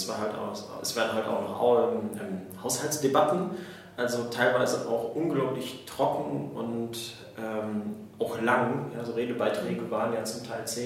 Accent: Neuss, North Rhine-Westphalia, Germany; Ich bin auch einer der 20 Piraten im Landtag. Ich komme eigentlich aus Neuss

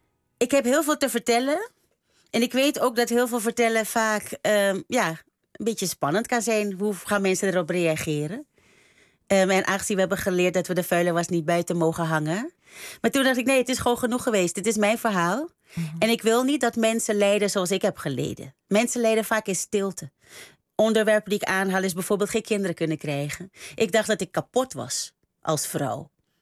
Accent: Suriname; we worden opgevoed, ik kom uit Suriname, en we worden opgevoed, doe maar normaal.

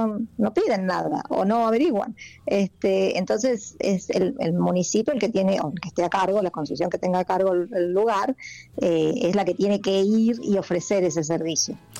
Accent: Argentina; siendo argentinos que no respetamos nada

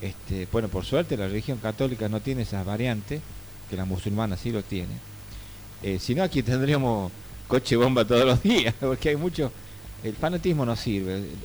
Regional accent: Argentina; Yo no soy peronista, pero rescato sí, como argentino

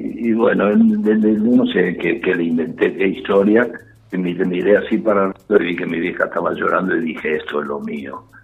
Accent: Buenos Aires, Argentina; yo vivía a 3 cuadras, yo soy del barrio del Retiro. Sí. Estábamos en Córdoba y San Martín, y yo vivía en Reconquista y Paraguay.

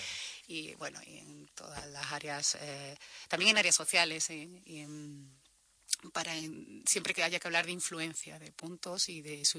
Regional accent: Coria, Extremadura, Spain; Se lo graba uno de Valladolid y luego lo utilizo yo, que soy de Coria, pues evidentemente hay una pequeña diferencia en el tono.

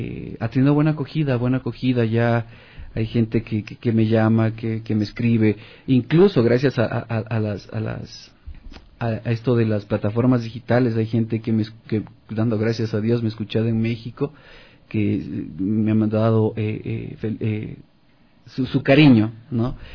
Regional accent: Loja, Ecuador; also born or lived in Cayambe; Y fui a mi ciudad natal, que es Loja, porque yo viví en Cayambe, como les digo, casi 15 años

